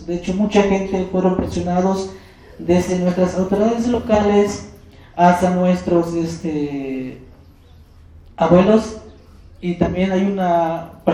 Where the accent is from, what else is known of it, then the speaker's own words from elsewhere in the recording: Calakmul, Campeche, Mexico; Soy de Calakmul Campeche y hablo la lengua chol.